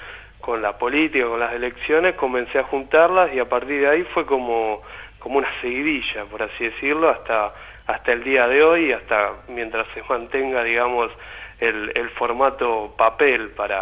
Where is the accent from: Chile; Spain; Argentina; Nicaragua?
Argentina; La Plata, Buenos Aires Province; yo soy de La Plata, vivo acá en la ciudad de La Plata.